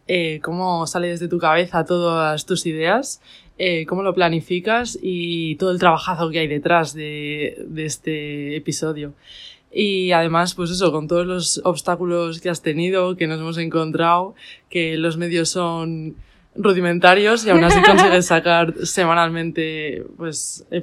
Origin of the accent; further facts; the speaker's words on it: Miranda de Ebro, Castile and León, Spain; tengo 24 años, soy enfermera y soy de Miranda de Ebro, de una ciudad al norte de España.